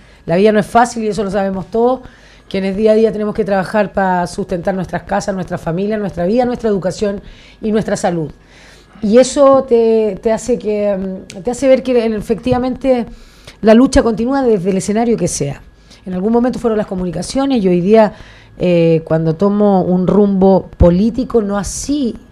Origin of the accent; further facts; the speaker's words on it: Santiago Metropolitan, Chile; also born or lived in Estación Central; Entonces vengo del Chile más Chile, del Chile que nadie puede discutir, del que nadie puede renunciar tampoco.